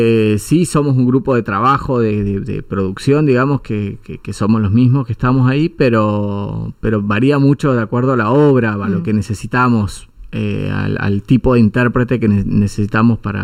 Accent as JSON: {"language": "Spanish", "town": "Anguil", "region": "La Pampa", "country": "Argentina", "tie": "born or raised there", "also_born_or_lived": "Victorica / Buenos Aires", "said": "Después viví toda mi infancia, fue en Anguil, la familia de mi mamá, o sea, mi mamá es de Anguil. Hice todo mi colegio primario y secundario en Anguil. Después también viví un poco en Victorica, bueno, y Buenos Aires, muchos años en Buenos Aires."}